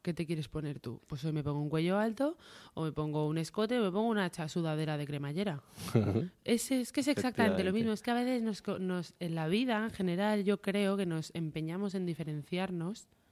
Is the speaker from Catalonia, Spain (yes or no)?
yes; Barcelona, Catalonia, Spain; Y yo soy de Barcelona.